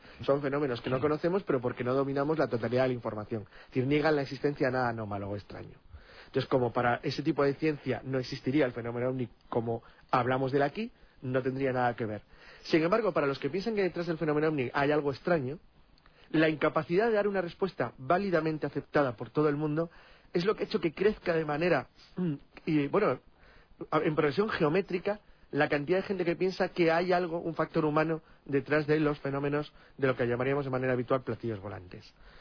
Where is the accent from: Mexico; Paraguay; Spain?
Spain; Me llama mucha atención quizás porque soy español o europeo, y aquí el fenómeno chupacabras no existe.